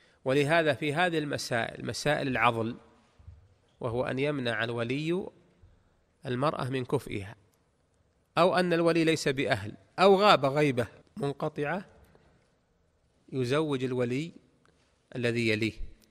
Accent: Najd, Saudi Arabia; درج الناس عندنا في المملكة العربية السعودية ولا سيما في نجد

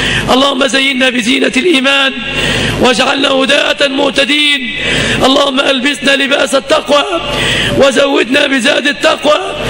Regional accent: Egypt; سلم بلادنا مصر من كل مكروه وسوء

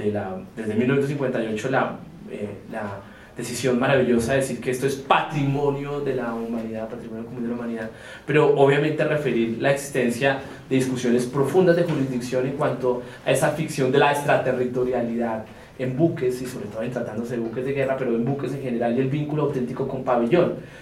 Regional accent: Colombia; yo fui pues obviamente como colombiano, latinoamericano

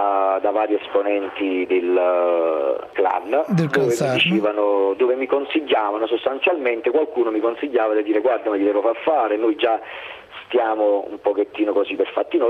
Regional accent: Cercola, Campania, Italy; nel mio paese a Cercola, in provincia di Napoli.

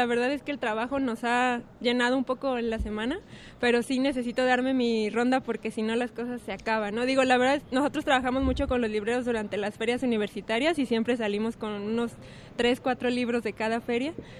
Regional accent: Puebla, Mexico; porque yo soy de Puebla, siempre la he visitado

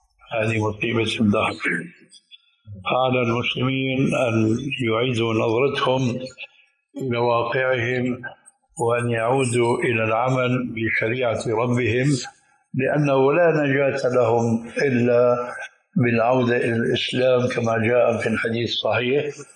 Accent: Syria; كانوا عندنا في الشام يسمونها بالبنطلون الإفرنجي

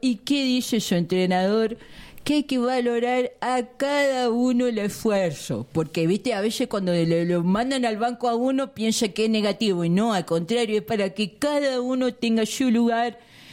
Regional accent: Tucumán, Argentina; Yo soy tucumano

